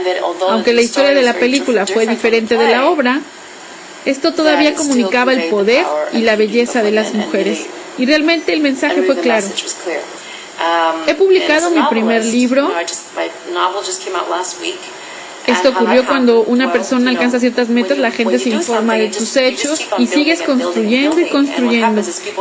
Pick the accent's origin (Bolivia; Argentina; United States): United States; Los Angeles, California; Cuando yo me crié en Boyle Heights, no había dónde ir para estudiar teatro.